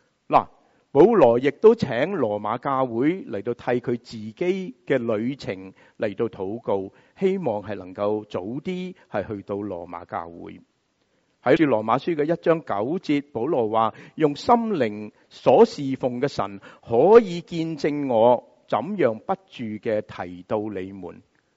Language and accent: Chinese; United States; 我们美国人很喜欢说什么啊？